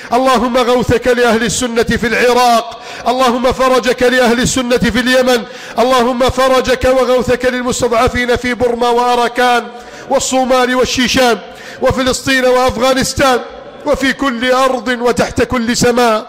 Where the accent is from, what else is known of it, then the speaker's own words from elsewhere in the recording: Egypt; اللهم من أراد بلادنا مصر بسوء فأشغله بنفسه